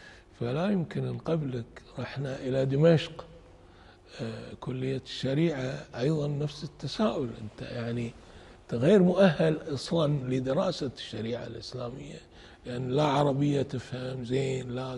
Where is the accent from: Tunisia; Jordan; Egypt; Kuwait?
Kuwait; قررت انه اترك دراسة الطب واروح ارجع الى ديرتي الكويت واقرأ